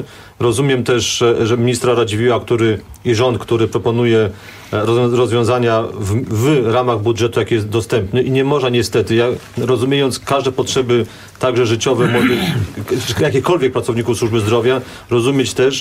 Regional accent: Kraków, Lesser Poland, Poland; Ja jestem z kolei krakowianinem

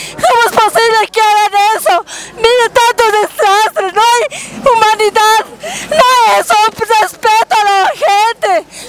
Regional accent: El Alto, La Paz, Bolivia; nosotros somos ciudadanas también del Alto.

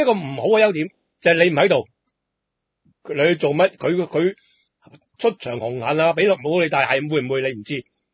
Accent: Hong Kong; 一直都系我哋香港人喺度自嗨。

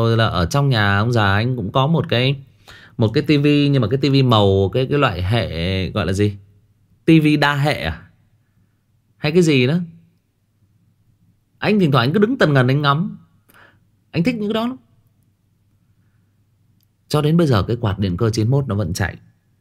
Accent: Thai Nguyen, Vietnam; mặc dù là tôi thì quê ở xa, tôi sinh ra và lớn lên ở Thái Nguyên. Quê của tôi, ông bà già thì ở Hưng Yên cơ. Thế nhưng mà cái nơi mà tôi ở thì nó lại giáp với khu nông nghiệp.

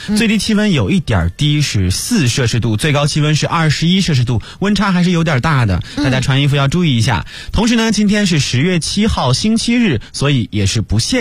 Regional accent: Jiangsu, China; now in Beijing, China; 其实我现在因为我是江苏人嘛，嗯，所以离北京是有点远

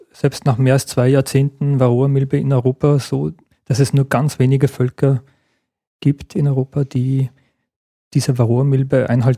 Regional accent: Gmunden, Upper Austria, Austria; Ich denke gern an meine Kindheit und Jugend zurück. Ich bin ja in Gmunden aufgewachsen und kann mich an viele Schmetterlinge erinnern.

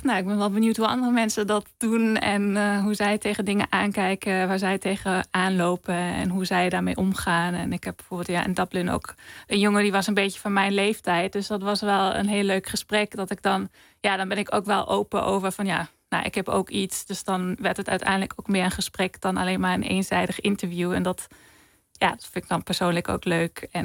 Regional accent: Germany; Dutch is a second language; in Duitsland bijvoorbeeld, waar ik vandaan kom

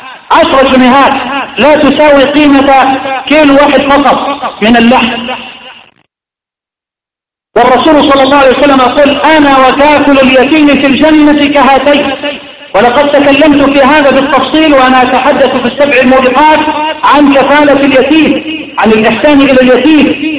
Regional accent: Egypt; اللهم اجعل بلدنا مصر واحة للأمن والأمان

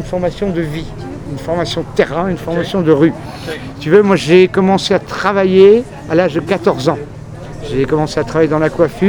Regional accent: Paris, Île-de-France, France; also born or lived in Belgium; Donc c'est vraiment, j'ai un parcours très atypique, si tu veux, quoi. Donc je suis d'origine parisienne, si tu veux, au départ

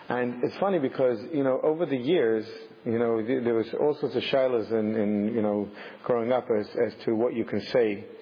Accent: England, United Kingdom; And yet, even growing up in England, you know, just walking home from school was quite a trip.

